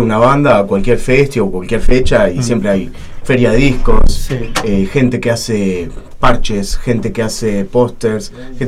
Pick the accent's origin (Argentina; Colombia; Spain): Argentina; Buenos Aires Province; viví tiempo en Capital. Pero soy de Zona Sur, ahora estoy nuevamente en Zona